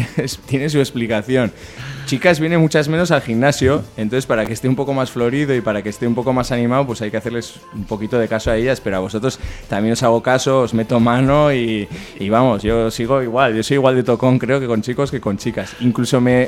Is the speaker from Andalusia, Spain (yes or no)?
no; Barañáin, Navarre, Spain; now in Sarriguren, Spain; Yo ahora estoy viviendo Sarriguren, aunque soy de Barañáin